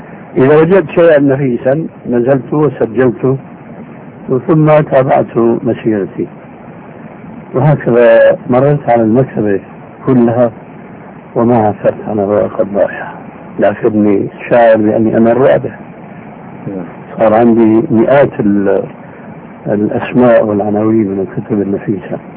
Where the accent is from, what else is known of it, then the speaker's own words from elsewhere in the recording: Syria; كما يقولون عندنا بالشام كل من يغني على ليله